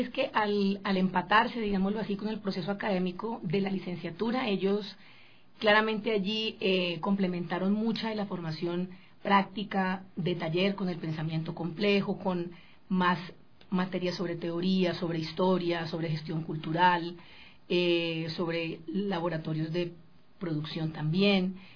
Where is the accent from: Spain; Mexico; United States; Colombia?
Colombia; yo vengo de Colombia, yo recuerdo que yo me gradué con 5 personas.